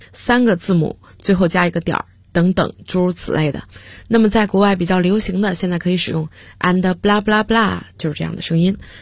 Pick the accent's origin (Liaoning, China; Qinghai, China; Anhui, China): Liaoning, China; 实际上我是土生土长的辽宁人。那么各位听众都知道，辽宁人说普通话有可能都带着丝丝不分的情况，那么你想我在说英文的时候最初肯定也是这样。